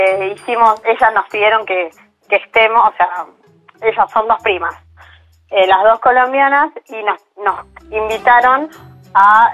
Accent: Argentina; la mayoría somos argentinas

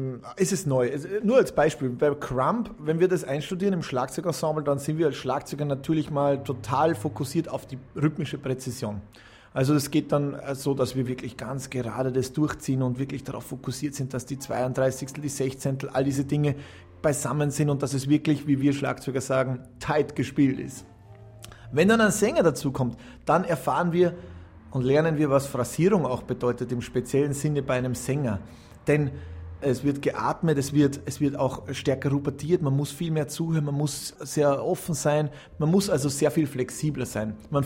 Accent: Salzburg, Austria; Ich bin Salzburger

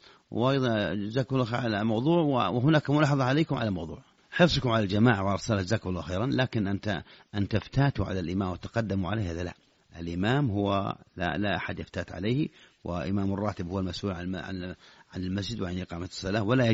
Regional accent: Saudi Arabia; خاصة إذا كنت في السعودية وهو يبدو لك فعلا هذا لأن حافزه عندنا في السعودية

